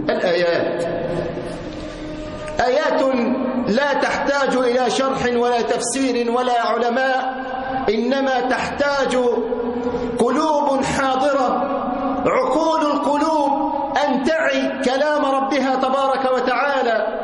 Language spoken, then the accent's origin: Arabic; Egypt; وخاصة بلدنا مصر في هذه الأيام